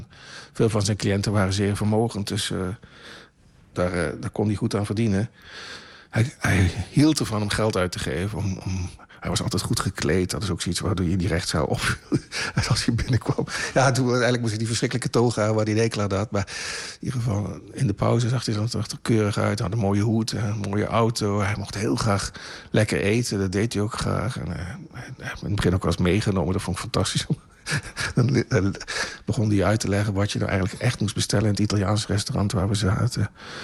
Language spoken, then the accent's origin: Dutch; Limburg, Netherlands; Er zijn mensen die je in de gaten hield als Limburger. Dat doen Limburgers.